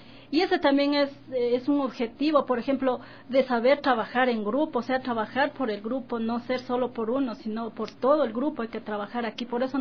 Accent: Loja, Ecuador; moved away; yo soy de Loja, ya desde pequeñita trabajando con lo que es agricultura.

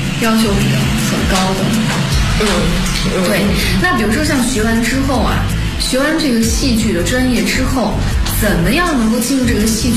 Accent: China; 因为作为中国人嘛

